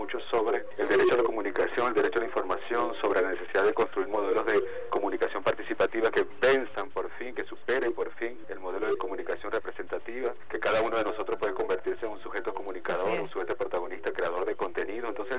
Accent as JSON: {"language": "Spanish", "country": "Venezuela", "said": "como venezolanos"}